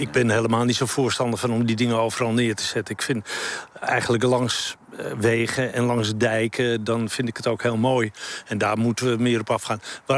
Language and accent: Dutch; Amsterdam, North Holland, Netherlands; Ik kwam uit Amsterdam, ja.